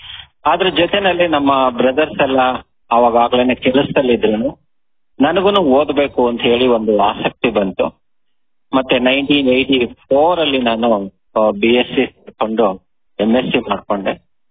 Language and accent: Kannada; Chikkanaramangala, Karnataka, India; ನಾನು ತುಮಕೂರಿನಲ್ಲಿ ಇದ್ದೇನೆ. ನಮ್ಮ ಊರು ಚಿಕ್ಕನಾರಮಂಗಲ ಗ್ರಾಮ, ಬೆಳ್ಳಾವಿ ಸೋಮಲಿ, ಆಮೇಲೆ ತುಮಕೂರು ತಾಲೂಕು ಮತ್ತೆ ತುಮಕೂರು ಡಿಸ್ಟಿಕ್ಗೆ ಬರುತ್ತೆ ಇದು. ಸೊ ನನಗೆ ಈಗ 55 ವರ್ಷ.